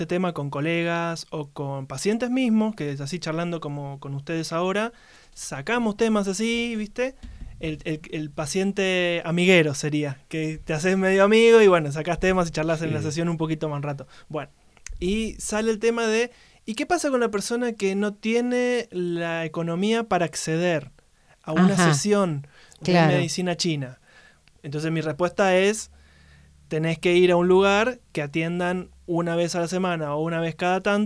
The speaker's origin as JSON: {"language": "Spanish", "region": "Buenos Aires", "country": "Argentina", "tie": "born or raised there", "lives_now": "Los Cocos, Argentina", "said": "atendí en Buenos Aires, que es donde yo me crié"}